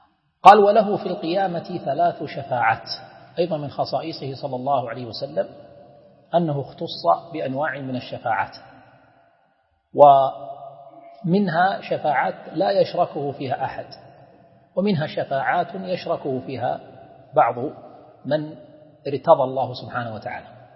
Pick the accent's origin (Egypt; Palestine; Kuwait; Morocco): Kuwait; والشفاعة احنا نسميها بالعامية الواسطة عندنا في الكويت